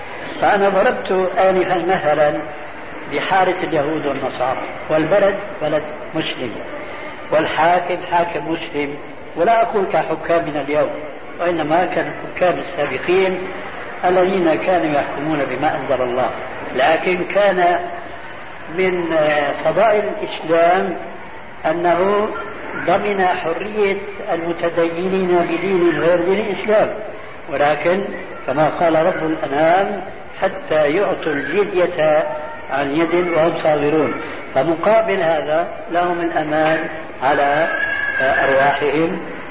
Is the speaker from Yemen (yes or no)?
no; Syria; هو يعيش في بعض البلاد عندنا في سوريا